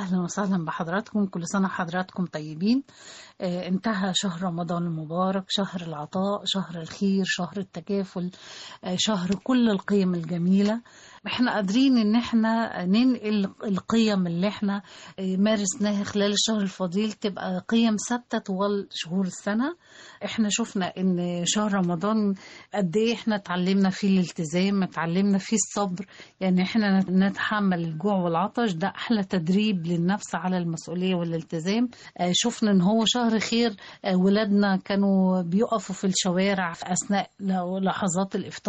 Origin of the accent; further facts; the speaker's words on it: Egypt; الروابط الاجتماعيه اللي احنا بتميزنا كمصريين